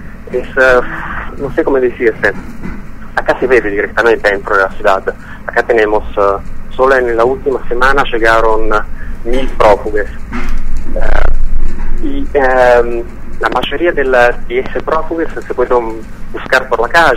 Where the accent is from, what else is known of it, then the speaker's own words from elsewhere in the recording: Italy; Spanish is a second language; yo como militante en general y también como italiano tengo vergüenza de lo que está haciendo mi Estado.